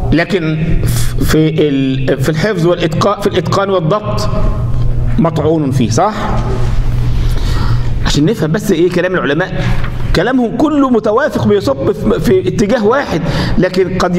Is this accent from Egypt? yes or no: yes; Egypt; ما ده لما يجي مثلا ايه عندنا في مصر مثلا